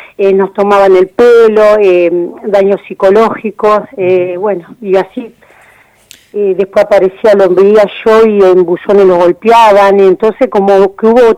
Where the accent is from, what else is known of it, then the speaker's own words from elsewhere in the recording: Olavarría, Buenos Aires Province, Argentina; soy de Olavarría.